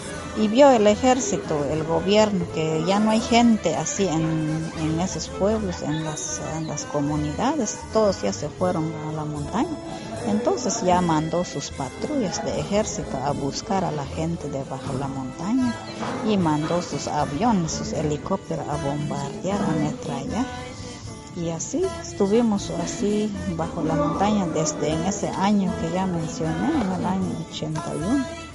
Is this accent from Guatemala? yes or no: yes; Quiché, Guatemala; Cuando nosotros nos fuimos a las montañas porque el ejército de Guatemala entraron en nuestras comunidades donde vivíamos antes. Yo era una niña de 6 años